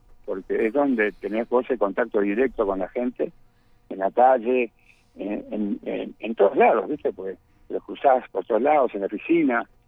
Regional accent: Punta del Este, Maldonado, Uruguay; Yo soy hijo, pero en realidad soy nieto también de Punta del Este.

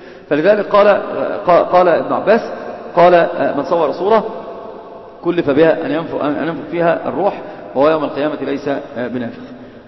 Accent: Alexandria, Alexandria Governorate, Egypt; بكلة دي عندنا في اسكندرية منطقة اسمها بكلة

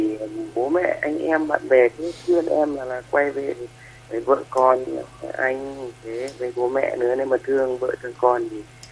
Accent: Mộc Châu, Sơn La, Vietnam; now in Vĩnh Phúc, Vietnam; Em thì quê em thì ở Mộc Châu Sơn La đây.

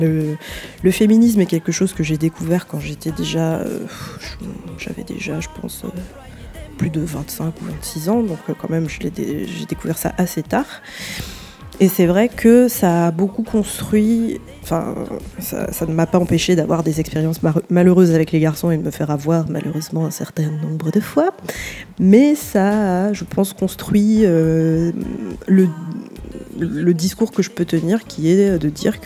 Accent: Martinique; J'ai grandi en Martinique, donc j'ai grandi avec … à la radio, et à la maison, on avait plus

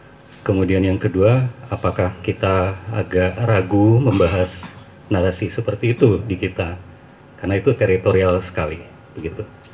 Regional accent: Jakarta, Indonesia; Saya dari Jakarta.

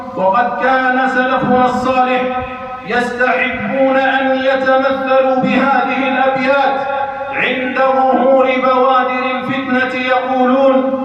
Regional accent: Algeria; فهي بلادنا الجزائر ولله الحمد والمنة تعيش في أمن واستقرار

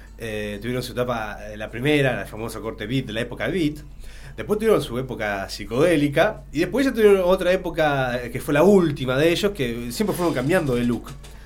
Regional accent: Pergamino, Buenos Aires Province, Argentina; Yo soy de Pergamino.

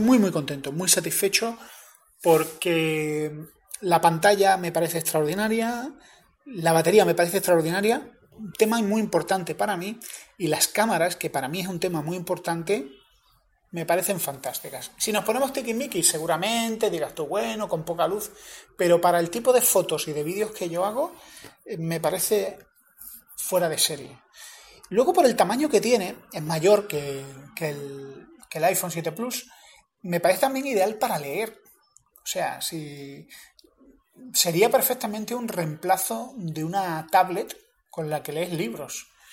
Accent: Andalusia, Spain; soy andaluz, siempre lo he dicho

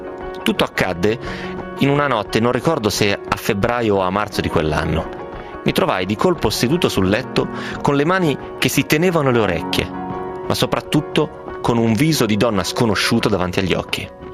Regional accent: Bologna, Emilia-Romagna, Italy; Bologna si sta bene, io sono un bolognese doc

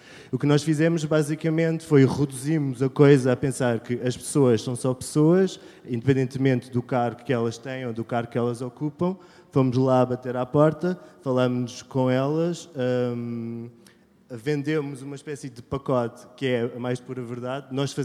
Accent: Ponta Delgada, Azores, Portugal; Eu também sou nómada, sou de Ponta Delgada

